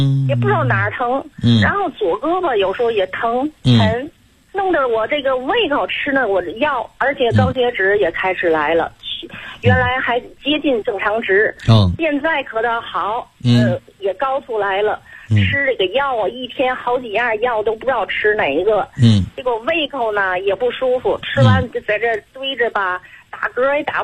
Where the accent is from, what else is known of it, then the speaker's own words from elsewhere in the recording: Tianjin, China; 我还没介绍我自己，我是天津的。